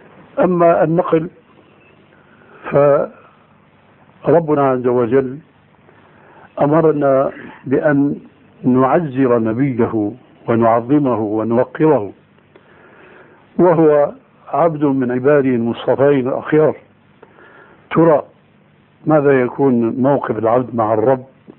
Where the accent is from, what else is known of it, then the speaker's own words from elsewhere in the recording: Syria; لكن نوبات مستعملة عندنا في سوريا وهي أنسب لهم